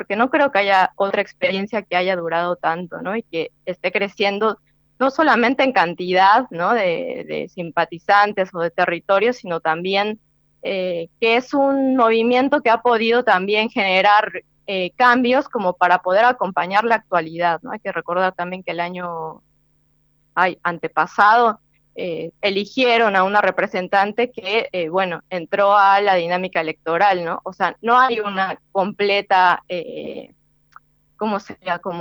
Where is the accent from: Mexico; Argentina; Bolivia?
Argentina; yo creo que desde países como la Argentina, ¿no?, que estamos tan lejos geográficamente, y donde también el Estado funciona distinto a otros estados, ¿no? El Estado acá, no sé, por la historia del peronismo